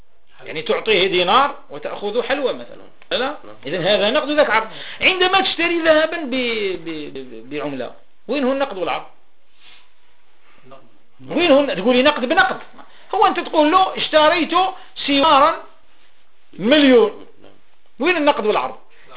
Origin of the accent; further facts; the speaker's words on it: Algeria; بلادي الجزائر